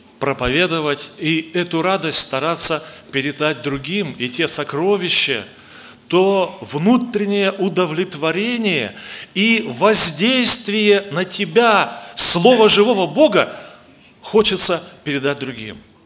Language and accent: Russian; Blagoveshchensk, Amur Oblast, Russia; я с Дальнего Востока, город Благовещенск, там мы несем служение. Я в церкви являюсь благовестником, проповедую Слово Божие.